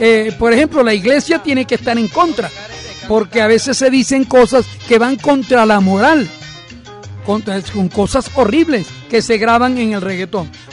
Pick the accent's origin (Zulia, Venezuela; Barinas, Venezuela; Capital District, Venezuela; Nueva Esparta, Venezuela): Zulia, Venezuela; Maracaibo; y en Maracaibo, en mi tierra natal, Maracaibo